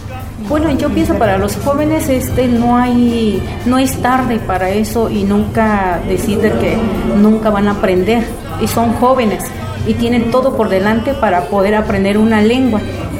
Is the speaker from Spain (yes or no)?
no; San Lucas Ojitlán, Oaxaca, Mexico; also born or lived in United States; Mi pueblo pertenece al estado de Oaxaca, se llama San Lucas Ojitlán.